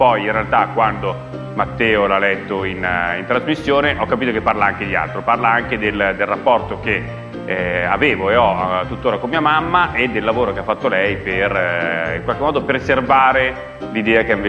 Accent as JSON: {"language": "Italian", "town": "Milan", "region": "Lombardy", "country": "Italy", "said": "ho 35 anni, sono di Milano ma in realtà in questo momento sono a Roma per lavoro."}